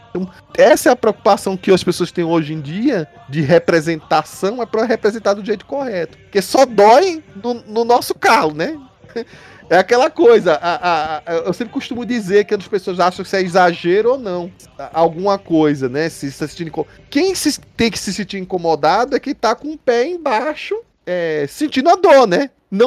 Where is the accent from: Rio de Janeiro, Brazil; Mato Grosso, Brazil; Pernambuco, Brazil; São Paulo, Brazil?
Pernambuco, Brazil; Recife; Eu sou de Recife, então eu adorei que tem uma personagem assim.